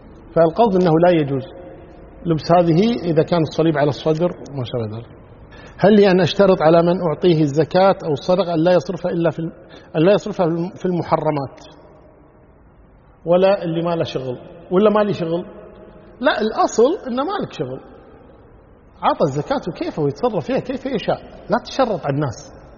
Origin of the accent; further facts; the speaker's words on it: Kuwait; صحيح بعض المساجد عندنا في الكويت هنا يخطبون قبل الزوال